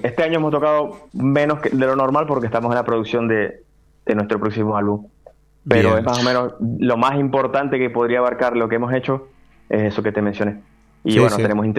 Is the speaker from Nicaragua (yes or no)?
no; Venezuela; nosotros somos venezolanos los tres integrantes